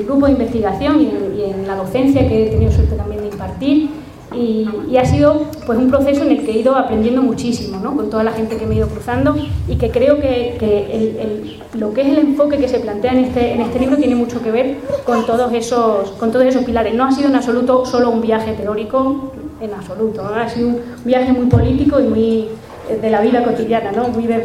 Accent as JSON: {"language": "Spanish", "town": "Garbayuela", "region": "Extremadura", "country": "Spain", "said": "yo soy de pueblo, soy de Garbayuela"}